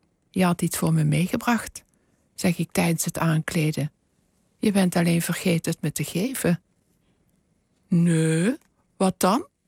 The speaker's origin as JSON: {"language": "Dutch", "region": "Flanders", "country": "Belgium", "accent": "Flemish", "lives_now": "Netherlands", "said": "Oh, maar dat begint bij mij zodra ik de grens oversteek."}